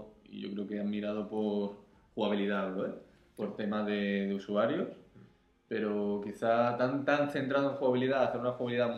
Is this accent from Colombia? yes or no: no; Catalonia, Spain; soy así de tacán, soy catalán